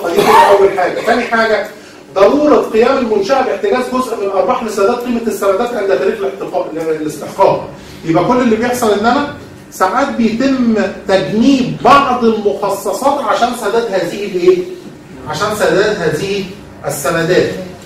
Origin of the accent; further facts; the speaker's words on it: Egypt; عاده يا جماعه عندنا في مصر بيبقى الموضوع ده مش منتشر قوي